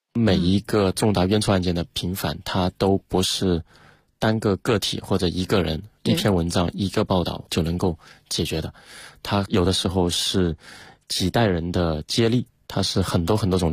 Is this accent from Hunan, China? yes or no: yes; Hunan, China; 我老家是湖南的，我的母校是湖南大学